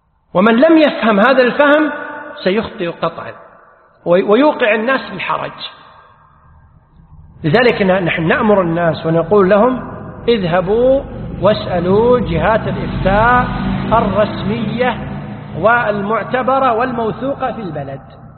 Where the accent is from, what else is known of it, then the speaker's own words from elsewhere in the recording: Kuwait; يسأل العلماء، عندنا في الكويت الحمد لله هي الفتوى موجودة